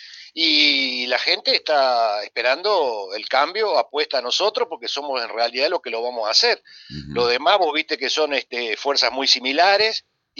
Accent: Concordia, Entre Ríos, Argentina; somos argentinos y concordienses y entrerrianos

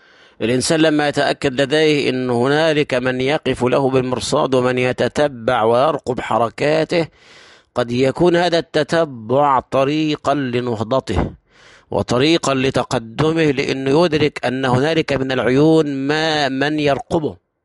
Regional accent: Egypt; الشمس لما بتشرق في اول النهار عندنا في مصر

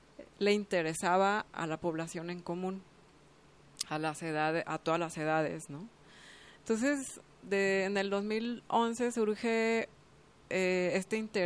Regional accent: San Luis Potosí, Mexico; born there; now in Guadalajara, Mexico; yo nací en San Luis Potosí, en la Huasteca

